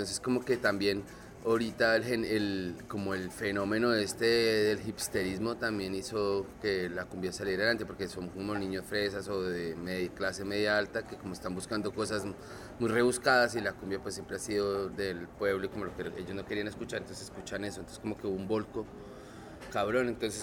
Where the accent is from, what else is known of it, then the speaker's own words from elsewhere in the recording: Colombia; Y a eso pues se le suma pues lo que es uno como colombiano